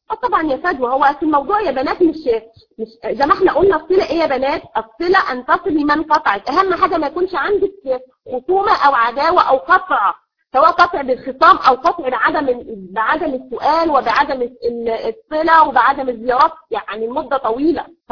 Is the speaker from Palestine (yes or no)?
no; Egypt; عندنا في مصر تقول لك ايه